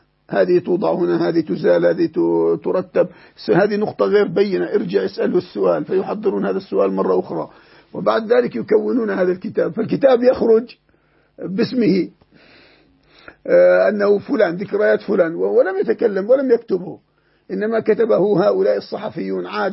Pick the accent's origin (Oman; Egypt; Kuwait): Egypt; يعني عندنا في مصر كتب صدرت كثيرة